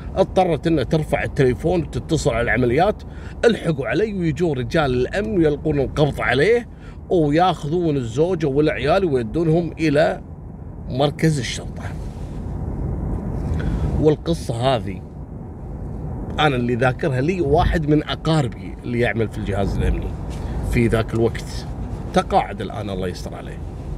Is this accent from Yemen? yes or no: no; Kuwait; بداية عام 2002 عندنا في الكويت، في امرأة كويتية زوجها ضاربها